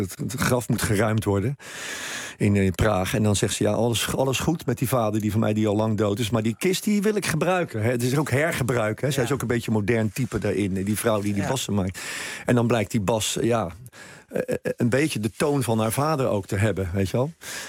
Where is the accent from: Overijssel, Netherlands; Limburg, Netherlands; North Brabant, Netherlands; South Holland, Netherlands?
South Holland, Netherlands; Rotterdam; omdat ik uit Rotterdam kom